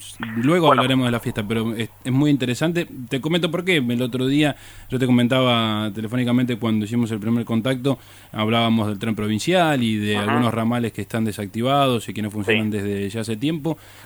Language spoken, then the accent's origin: Spanish; Cañuelas, Buenos Aires Province, Argentina; Sí, yo soy de Cañuela, siempre lo comento. Incluso en la radio ya me hacen chistes por mencionar reiteradas veces que soy de esa ciudad